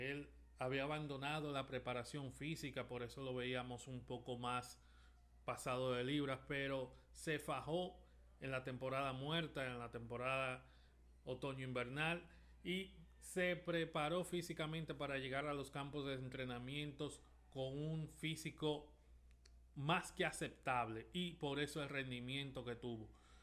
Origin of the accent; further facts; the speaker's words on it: Dominican Republic; como dominicanos queremos que el dominicano se lleve todos los premios que estén disponibles